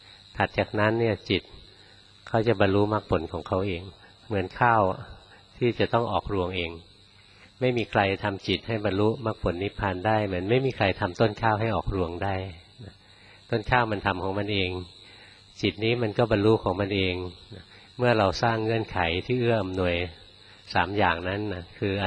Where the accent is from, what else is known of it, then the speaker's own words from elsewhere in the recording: Bangkok, Thailand; เราคนกรุงเทพเกิดกรุงเทพไปภาวนาในวัดป่าครั้งแรกๆนะ